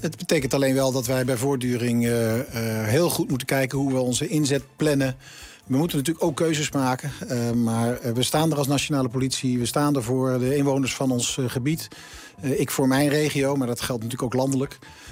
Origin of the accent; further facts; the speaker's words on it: Zwolle, Overijssel, Netherlands; Van oorsprong, ik ben een Zwollenaar.